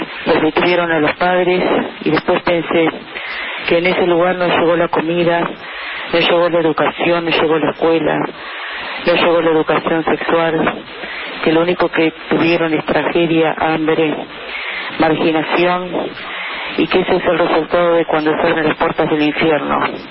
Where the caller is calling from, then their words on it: Palermo, Buenos Aires, Argentina; soy de Palermo, es un mensaje para los periodistas de Marte